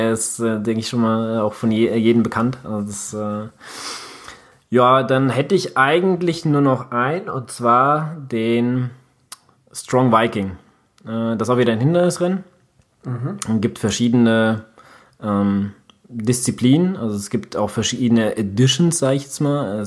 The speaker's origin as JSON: {"language": "German", "town": "Katowice", "region": "Silesian Voivodeship", "country": "Poland", "tie": "born there", "said": "Katowice ist ja meine Geburtsstadt, und das ist so einer, wo ich sage, ja, ich bin da geboren"}